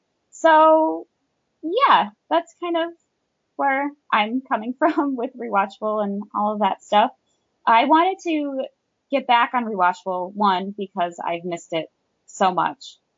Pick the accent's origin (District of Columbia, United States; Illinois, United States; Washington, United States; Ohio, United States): Illinois, United States; Chicago; northwest suburb of Chicago. So it's not totally Chicago, but, you know, when people ask, it's just always, I'm from Chicago.